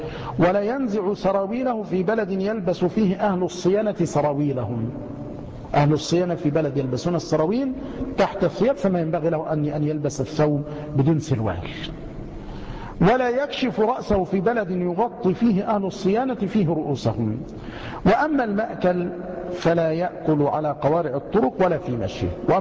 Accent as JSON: {"language": "Arabic", "country": "Egypt", "said": "مع أن الجزر والسماك عندنا في مصر يعني من نيرات"}